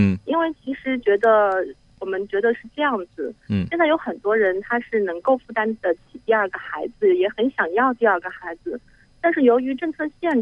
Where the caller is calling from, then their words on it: Beijing, China; 我从北京打过来。